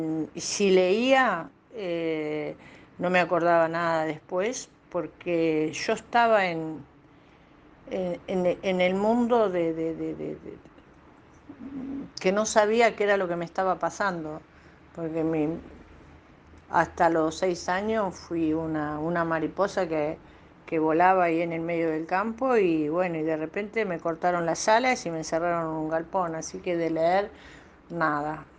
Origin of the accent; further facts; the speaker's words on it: La Pampa, Argentina; now in Buenos Aires, Argentina; Nací en Buenos Aires y de bebé, creo que tenía 9 meses, no me acuerdo bien, un año, me fui a vivir a La Pampa. Viví ahí con mis padres, en el medio del campo. Me crié feliz hasta los 6 años.